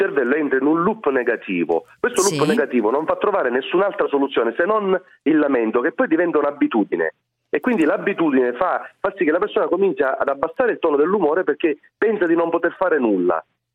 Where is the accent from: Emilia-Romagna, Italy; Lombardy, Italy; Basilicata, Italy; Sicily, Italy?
Sicily, Italy; Poi io sono siciliano